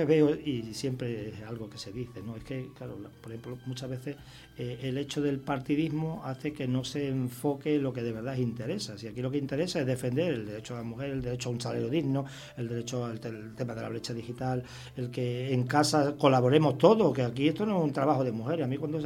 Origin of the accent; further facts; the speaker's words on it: Extremadura, Spain; Bueno, en Extremadura, yo soy extremeño, es la fregona